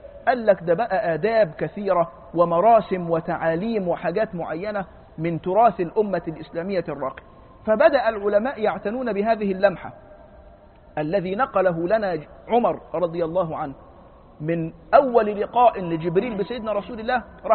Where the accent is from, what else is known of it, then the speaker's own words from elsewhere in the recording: Egypt; قلت له أنا فلان الفلاني من مصر